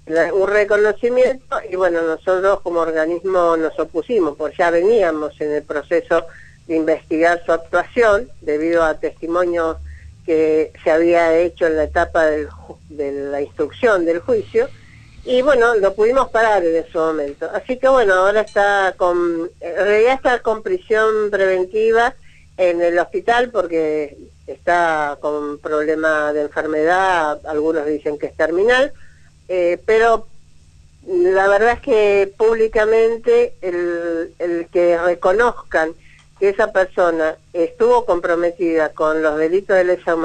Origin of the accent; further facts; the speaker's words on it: Buenos Aires, Argentina; moved away as an adult; yo soy de Buenos Aires, por cuestión de trabajo hace 16 años que vivo acá.